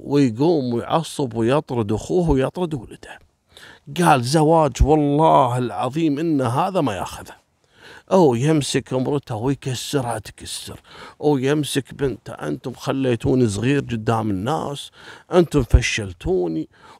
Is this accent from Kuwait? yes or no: yes; Kuwait; الشعب الكويتي أول مرة نشوف ثلوج على الشوارع وعلى الطرق